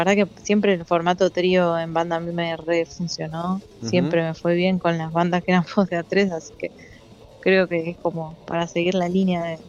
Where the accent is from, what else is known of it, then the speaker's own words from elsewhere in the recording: Chascomús, Buenos Aires Province, Argentina; viste que yo soy de Chascomús